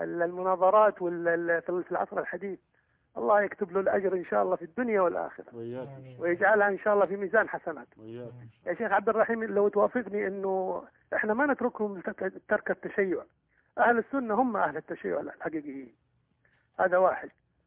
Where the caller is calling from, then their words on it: Saudi Arabia; وكلنا نحبك هنا في السعودية.